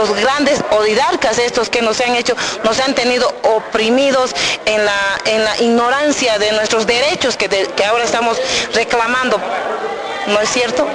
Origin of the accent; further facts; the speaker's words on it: Beni, Bolivia; vengo del Beni.